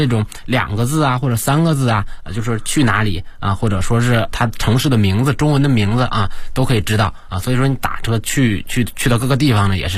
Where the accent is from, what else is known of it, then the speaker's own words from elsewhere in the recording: China; 然后他知道我是中国人之后，然后他用中文跟我交流。